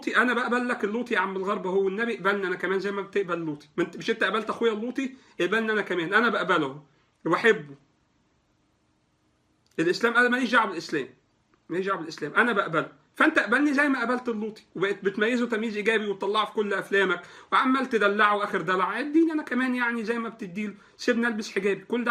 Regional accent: Egypt; الكوتا في مجلس الشعب عندنا في مصر

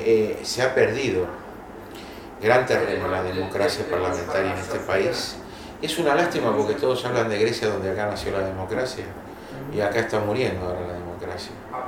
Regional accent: Quilmes, Buenos Aires Province, Argentina; Yo nací en Quilmes. Ah, fui criado en Quilmes.

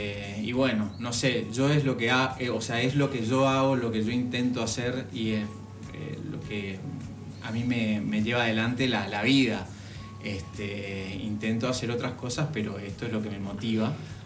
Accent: Oberá, Misiones, Argentina; yo soy de Misiones, de un lugar que se llama Oberá, una localidad, la segunda ciudad en cuanto a densidad de población y en cuanto a importancia.

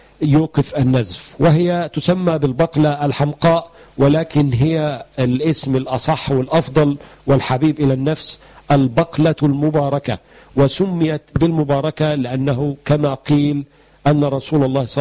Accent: Egypt; معروف عندنا في مصر بأن هو الجلوين

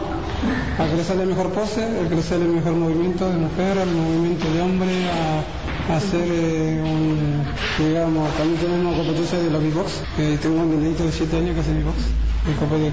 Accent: Buenos Aires, Argentina; now in El Bolsón, Argentina; En Buenos Aires, yo soy de Buenos Aires.

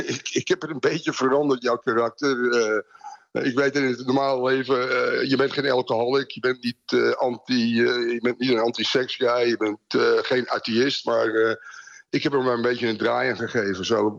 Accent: Amsterdam, North Holland, Netherlands; Ik ben van Amsterdam, ik ben een Ajax.

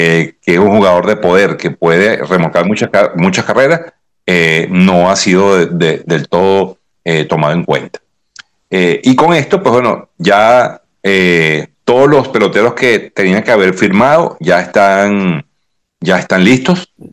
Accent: Venezuela; debo decir que como venezolano me siento un poco triste

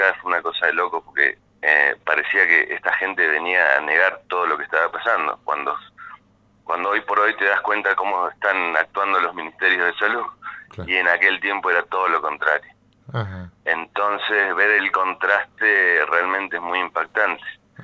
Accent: Argentina; yo primero que nada soy argentino.

